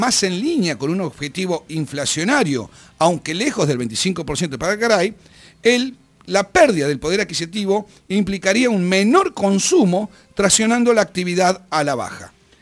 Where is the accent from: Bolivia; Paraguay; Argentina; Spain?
Argentina; como consumidores, como argentinos